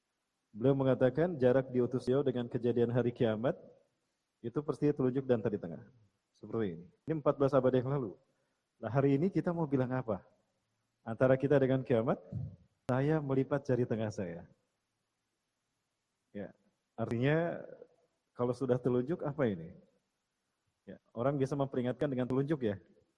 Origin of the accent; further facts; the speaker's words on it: Bandung, West Java, Indonesia; Saya asli dari Bandung. Bandung campuran Padang. Karena ibu saya orang Bandung, ayah saya Bandung Padang. Mepuar Bukit Tinggi. Pendidikan saya banyak di Bandung. SD, SMP di Cimahi.